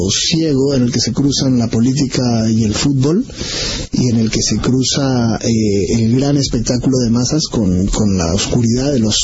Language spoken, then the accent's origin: Spanish; Peru; yo debo confesar como peruano